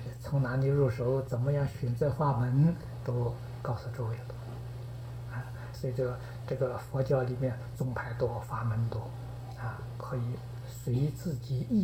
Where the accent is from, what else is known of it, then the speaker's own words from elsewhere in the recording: China; 这就是我们中国人讲的师承